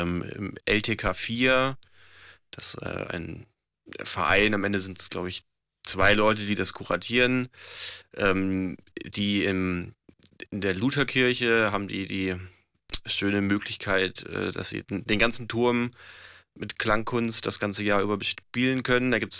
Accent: Southern Germany, Germany; da komme ich aus Süddeutschland, und da ist irgendwie, gibt's Blasmusik, weiß ich nicht, Tradition, oder jedes Ort hat eigentlich irgendwie so seine eigene Blaskapelle.

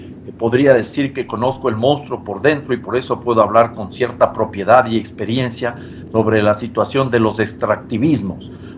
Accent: Ecuador; economista ecuatoriano, una persona comprometida con los procesos de cambio en mi país

